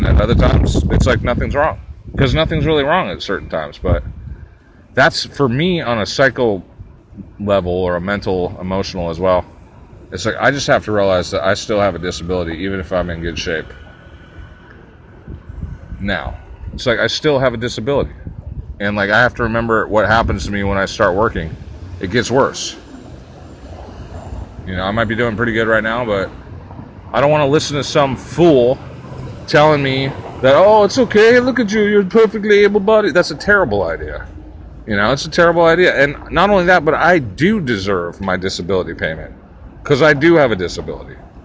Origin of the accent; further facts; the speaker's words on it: Santa Cruz, California, United States; or I'll just go home to my hometown, because I'm kind of missing Santa Cruz right now.